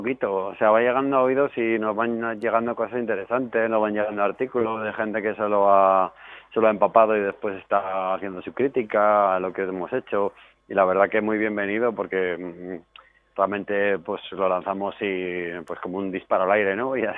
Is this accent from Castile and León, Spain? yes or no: yes; Burgos, Castile and León, Spain; Yo soy de Burgos, tampoco tenemos.